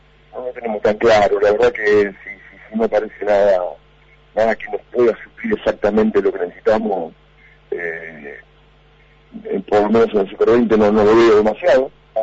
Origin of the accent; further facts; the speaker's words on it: Argentina; vos sabés cómo somos, y sobre todo como somos los argentinos, ¿no?